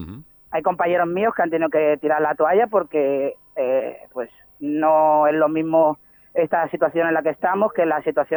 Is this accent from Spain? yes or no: yes; Seville, Andalusia, Spain; Y también a Andalucía, yo que vengo de Sevilla, mi familia todavía vive allí, que me dicen que por eso a lo mejor tengo este...